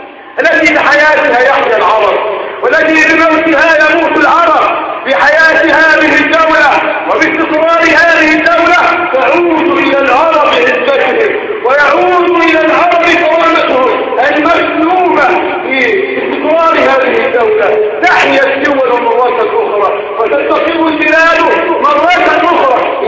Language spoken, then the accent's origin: Arabic; Egypt; أهل بلدنا مصر وعلى شعبها وعلى جيشها وعلى سلطتها